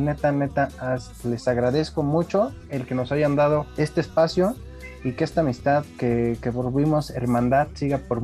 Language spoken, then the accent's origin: Spanish; Mexico; todos somos mexicanos orgullosamente